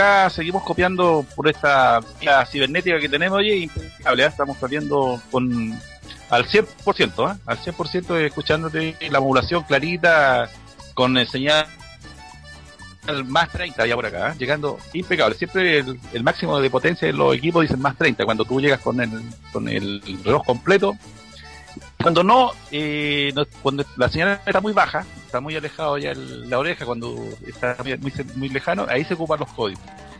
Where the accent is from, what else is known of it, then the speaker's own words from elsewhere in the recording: Chile; Como somos chilenos, juntamos los dos códigos.